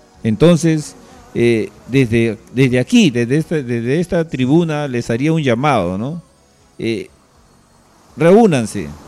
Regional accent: Peru; por el derecho que me asiste como ciudadano peruano

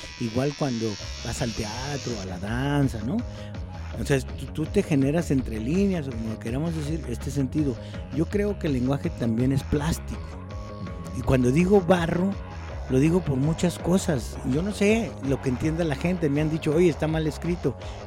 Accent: Guadalajara, Jalisco, Mexico; also born or lived in Nayarit; yo soy de aquí de Guanatos. Ajá. Yo inventé Guanatos Nayarit porque soy de Guanatos, pero viví en Nayarit.

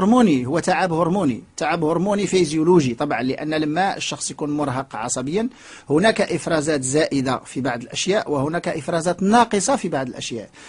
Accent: Morocco; والان عندنا في المغرب فصيل دموي مصابين بامراض القلب والشرايين

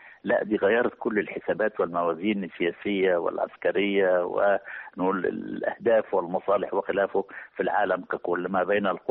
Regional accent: Egypt; كل معركة منهم لها نقول قصة نفتخر بها كمصريين

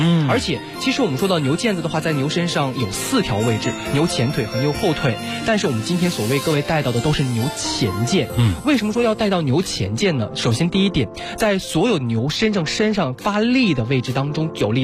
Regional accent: Inner Mongolia, China; 其实我自己是内蒙人，我们都知道内蒙人当地所选择

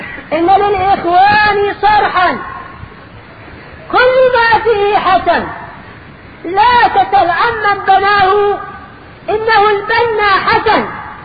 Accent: Yemen; now in Egypt; هو موجود عندنا باليمن ماذا أقول لك ماذا أقول لهم وأنا في مصر

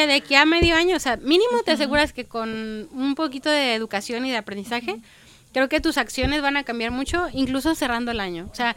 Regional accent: Mexico; somos seres humanos, somos mexicanos y tenemos la cultura, no sé, del pozole, de los taquitos.

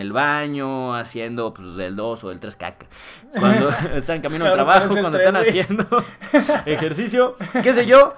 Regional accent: Mexico; Como buenos mexicanos, la década empieza cuando nosotros querramos

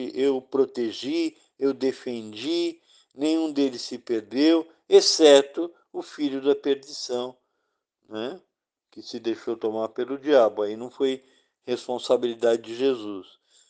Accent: São Paulo, Brazil; Eu era de São Paulo

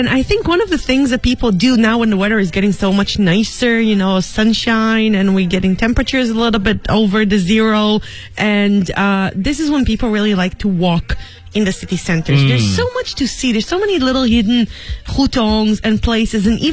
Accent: United States; now in Beijing, China; My English is excellent. I'm American.

